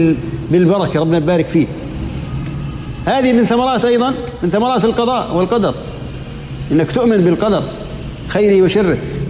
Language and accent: Arabic; Jordan; مو من مرة صار زلزال عندنا في الأردن كان درجته قوية